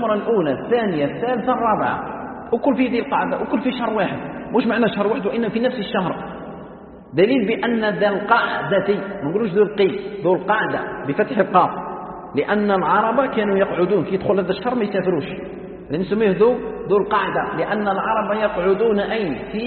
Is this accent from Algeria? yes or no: yes; Algeria; هو يسكن في مكه وانا نسكن في الجزائر